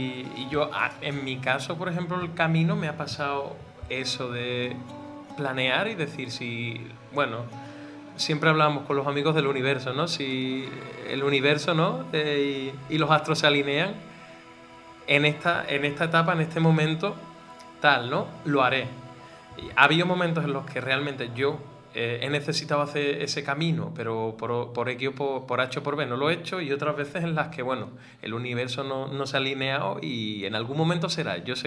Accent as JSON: {"language": "Spanish", "region": "Andalusia", "country": "Spain", "said": "como buen andaluz, había exagerado."}